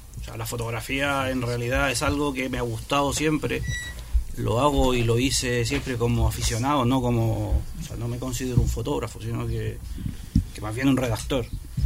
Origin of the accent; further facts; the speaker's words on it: Chile; now in Spain; yo soy chileno, llevo 20 años aquí en España